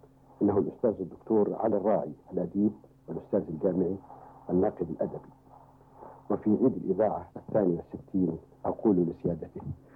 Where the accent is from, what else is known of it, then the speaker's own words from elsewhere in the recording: Upper Egypt, Egypt; accent: Sa'idi; في سنة 1951 وأنت تجري لي ثامن وآخر امتحان لكي تتأكدوا من أنني تخلصت من لهجتي الصعيدية